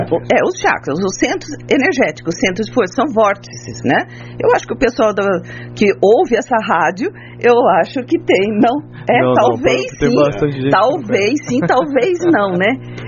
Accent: São José dos Campos, São Paulo, Brazil; Eu sou de São José dos Campos, eu nasci aqui na zona rural

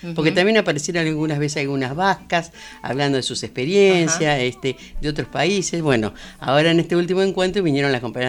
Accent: Argentina; Y además las argentinas definimos no hablar como argentinas

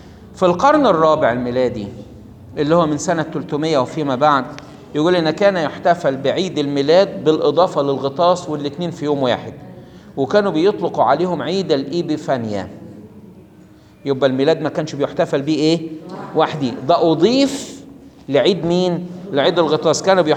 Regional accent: Egypt; وكان طبعا عندنا في مصر يوم 11 طوبة دوه بيقولوا، او عندنا في مصر كان المصريين الفراعنة بيقولوا

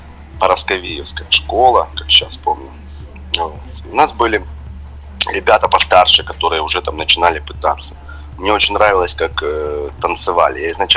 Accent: Donetsk, Donetsk Oblast, Ukraine; also born or lived in Pryvillia; Я больше из Донецка, хотя родился в Луганской области. Ага. Есть такой город Приволье, недалеко от Лисичанска. Ага. Вот я был рожден там. До 5 лет мы там жили, потом переехали уже в Донецкую область.

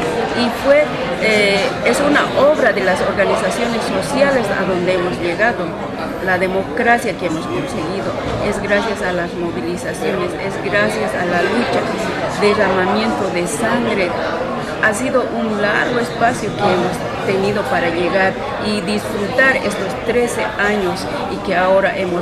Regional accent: Bolivia; Sí, yo vengo desde Bolivia

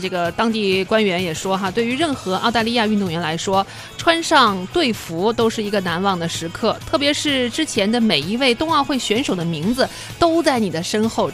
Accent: Nanjing, Jiangsu, China; 但是在缺少了自然冰雪的像南方，比如说我老家南京

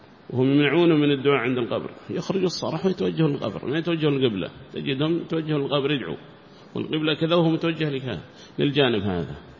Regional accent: Yemen; فكيف لو كان قبر النبي عندنا في اليمن

